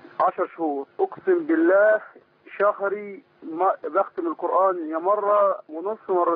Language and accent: Arabic; Egypt; moved away as an adult; now in Libya; انا مصري بس بشتغل في ليبيا